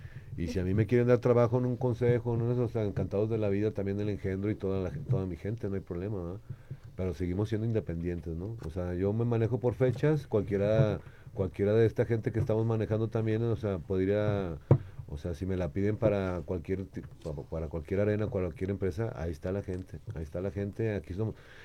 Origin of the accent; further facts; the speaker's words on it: Jalisco, Mexico; que son mis paisanos, que somos de Jalisco, ¿va?